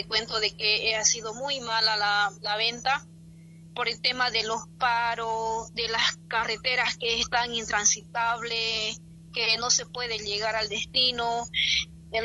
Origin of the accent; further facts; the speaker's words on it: Riberalta, Beni, Bolivia; Así que yo desde acá, desde mi pueblo Riberalta, solo decirle que tenemos que trabajar bastante